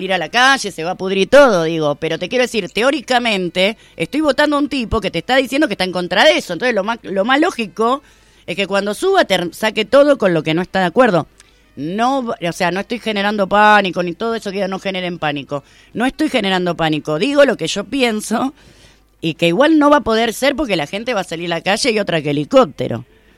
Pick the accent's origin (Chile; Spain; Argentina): Argentina; Concordia, Entre Ríos; Quiero contarles que vengo de Concordia, que en el 2001 fue declarada la ciudad más pobre de la Argentina.